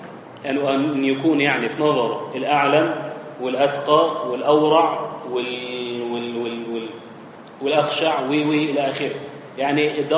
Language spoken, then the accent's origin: Arabic; Egypt; عندنا هيئة المساحة، عندنا في مصر